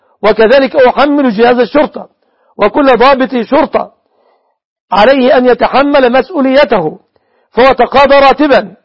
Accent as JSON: {"language": "Arabic", "country": "Egypt", "said": "في بلادنا مصر"}